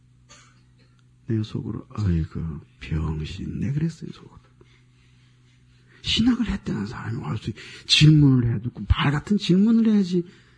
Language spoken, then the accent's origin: Korean; Gangwon, South Korea; now in Seoul, South Korea; 나 서울에서 태어나서 경기도는 본적이고 강원도에서 자랐어요. 근데 서울로 다시 왔어요.